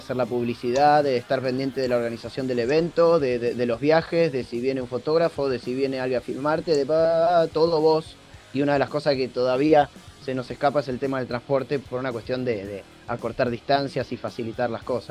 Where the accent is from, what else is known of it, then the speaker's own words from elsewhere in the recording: Bernal, Buenos Aires Province, Argentina; Somos Gaby y yo somos de Bernal